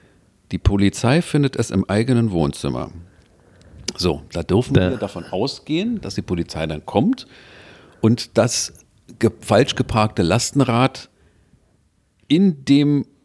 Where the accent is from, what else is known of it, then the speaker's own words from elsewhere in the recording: Berlin, Germany; Dann sagen wir als Berliner, interessiert uns ein Scheißdreck.